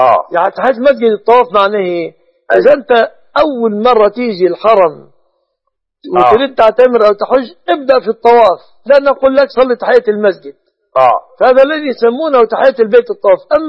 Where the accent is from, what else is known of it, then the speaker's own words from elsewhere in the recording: Egypt; أن يحفظ بلادنا مصر